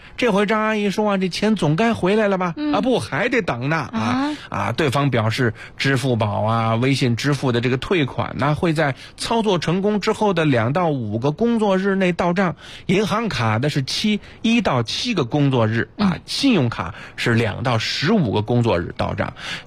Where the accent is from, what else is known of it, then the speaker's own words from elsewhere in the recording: Beijing, China; 这就是咱们北京人说隔辈人啊